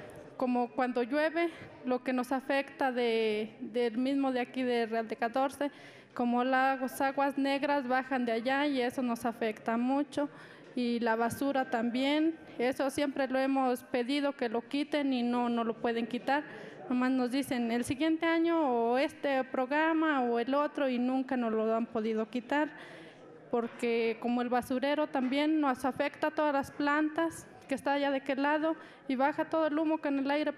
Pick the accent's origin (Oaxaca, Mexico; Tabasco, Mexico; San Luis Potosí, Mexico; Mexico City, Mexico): San Luis Potosí, Mexico; Catorce; Yo vengo de la comunidad de Los 14.